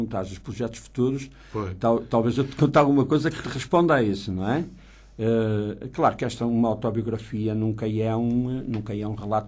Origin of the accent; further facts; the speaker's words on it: Braga, Portugal; born there; a minha escola do meu lugar, não é? Do lugar onde eu nasci, que é o lugar do Monte da Freguesia do Barbudo